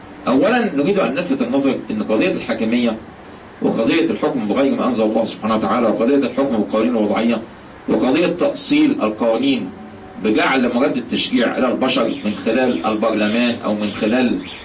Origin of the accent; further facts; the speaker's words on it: Egypt; إحنا النهارده عندنا في مصر